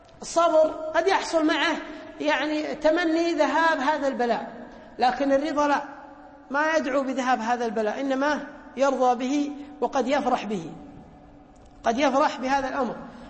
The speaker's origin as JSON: {"language": "Arabic", "country": "Kuwait", "said": "كان معتمد بريطاني عندنا في الكويت"}